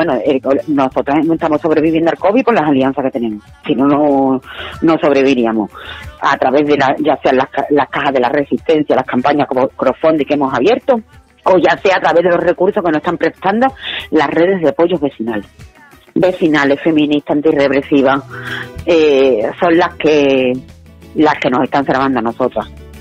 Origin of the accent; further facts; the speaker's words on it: Spain; yo como soy española, a mí no me pueden estar obligando a ejercer la prostitución.